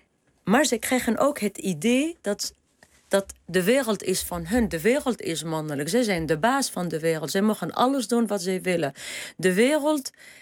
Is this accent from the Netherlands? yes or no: no; Tunisia; ik ben opgegroeid in Tunesië op strand, op een zeer toeristische plek.